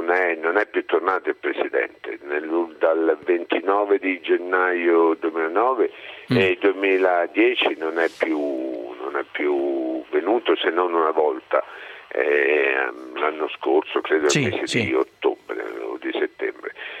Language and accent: Italian; L'Aquila, Abruzzo, Italy; prima ancora come aquilano, io sono convinto che ce la possiamo ancora fare